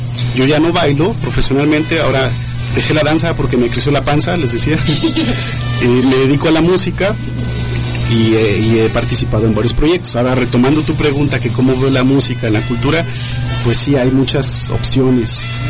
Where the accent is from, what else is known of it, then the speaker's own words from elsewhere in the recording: Guadalajara, Jalisco, Mexico; Entonces, ¿qué nos pasa a nosotros como entidad, como tapatíos?